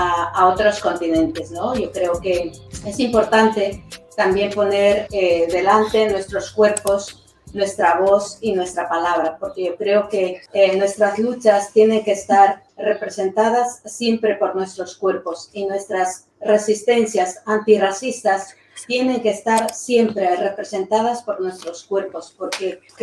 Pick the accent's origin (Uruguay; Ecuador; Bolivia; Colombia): Ecuador; now in Spain; Soy ecuatoriana, llevo aquí en Euskal Herria 21 años